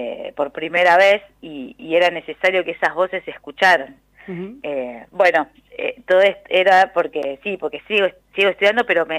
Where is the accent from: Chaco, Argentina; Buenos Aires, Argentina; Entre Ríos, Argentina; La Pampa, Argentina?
Buenos Aires, Argentina; por lo menos yo como porteña, algo más conservador.